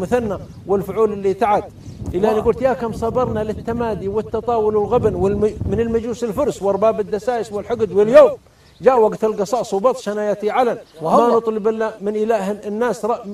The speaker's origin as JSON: {"language": "Arabic", "town": "Riyadh", "region": "Riyadh Province", "country": "Saudi Arabia", "said": "وأنا من الرياض"}